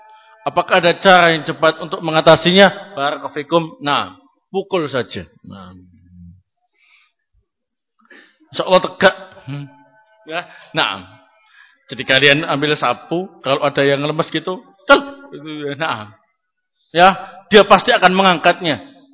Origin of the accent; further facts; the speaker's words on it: East Java, Indonesia; Saya orang Jawa Timuran, ngomongnya apa adanya saja, ya.